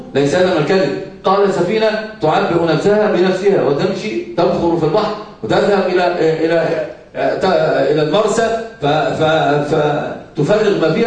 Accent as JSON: {"language": "Arabic", "country": "Egypt", "said": "عندنا في مصر يسمونها دب نكته"}